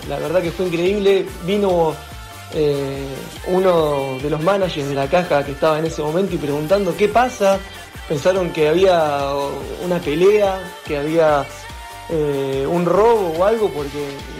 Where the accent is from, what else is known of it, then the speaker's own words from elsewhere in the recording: Olivos, Buenos Aires Province, Argentina; also born or lived in Vancouver; soy de Olivos y recapitulando